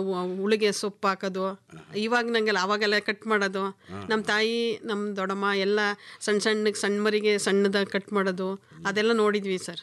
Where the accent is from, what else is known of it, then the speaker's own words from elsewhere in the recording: Binaknalli, Karnataka, India; also born or lived in T Narasipur; ಅಂದರೆ ನಮ್ಮೂರು ಬಿನಿಕ್ನಳ್ಳಿಗೂ ಮತ್ತು ಟಿ ನರಸೀಪುರಕ್ಕೂ 3 ಕಿಲೋಮೀಟ್ರ್ ಸರ್.